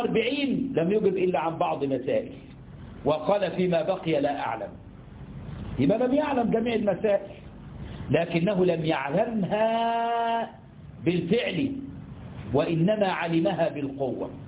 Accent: Egypt; إحنا عندنا في مصر بنسميه ترزي، في اللغة بيسمى قصار

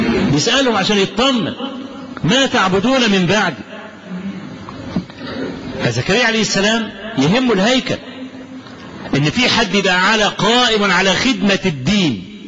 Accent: Kafr El Sheikh Governorate, Egypt; وبكل أسف قلدهم بعض الشباب الصغير في بعض المراكز عندنا في كفر الشيخ.

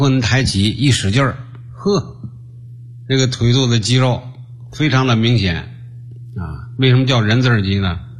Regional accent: China; 啊，就说那这个 患痔疮的在我们中国人非常普遍啊，非常普遍。

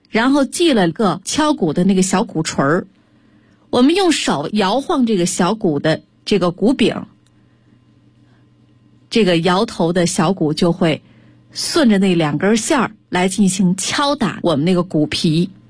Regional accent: China

